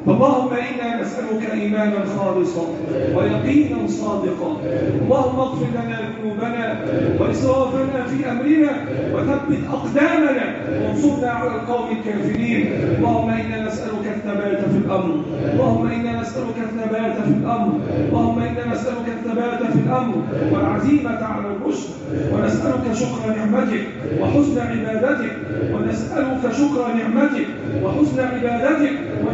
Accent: Egypt; اللهم احفظ بلدنا مصر وسائر بلاد

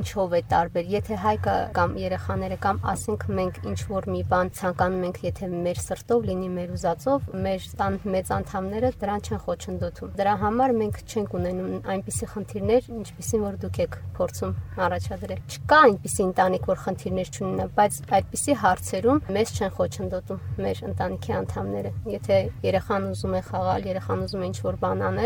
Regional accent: Jermuk, Vayots Dzor, Armenia; մենք էլ իրենք էլ Ջերմուկից ենք բնիկ, Ջերմուկից ենք եկել։

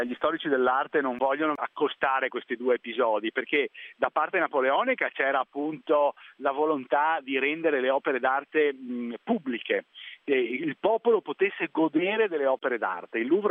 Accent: Venice, Veneto, Italy; io siccome sono di Venezia non posso che dire

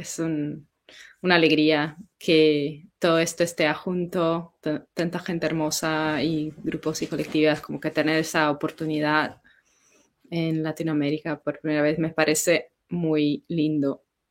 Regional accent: São Paulo, Brazil; Spanish is a second language; moved away as an adult; now in Berlin, Germany; Hola, bueno … de Brasil, de São Paulo. Ahora estoy viviendo en Berlín haciendo mi máster en Sound Studies.

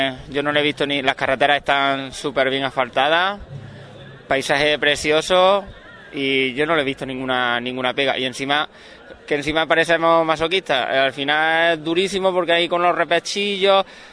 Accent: Baena, Andalusia, Spain; somos 4 de Baena y un compañero de un pueblo de al lado, de Doña Mencía también.

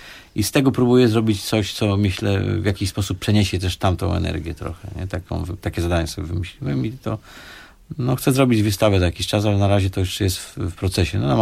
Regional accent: Sosnowiec, Silesian Voivodeship, Poland; bo ja pochodzę z Sosnowca

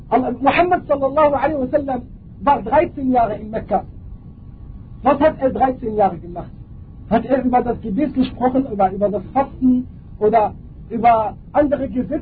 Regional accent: Morocco; German is a second language; ich selber, ich komme aus Marokko, wir haben ein Gebiet in Marokko

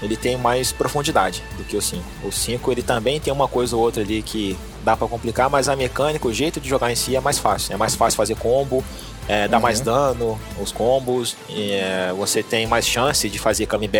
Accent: Minas Gerais, Brazil; accent: mixed; Pior que nem sou, cara, sou mineiro.

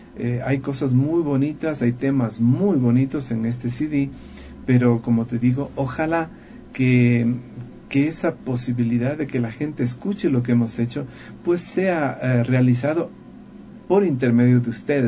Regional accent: Loja, Ecuador; a cantar en mi ciudad Loja. Soy de la ciudad, nací en Loja.

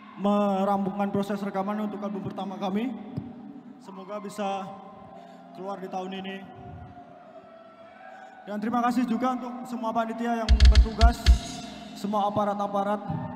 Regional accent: Pare, East Java, Indonesia; Saya dari Pare

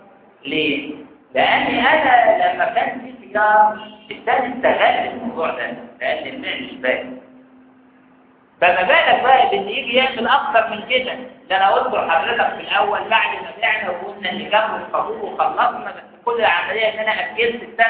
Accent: Egypt; ودي نظريات لاحتقار السوق عندنا في مصر قايم عليها

